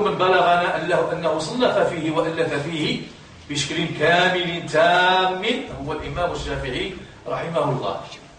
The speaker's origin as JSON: {"language": "Arabic", "country": "Morocco", "said": "حتى في بلدنا المغرب كان علم الأصول يدرس"}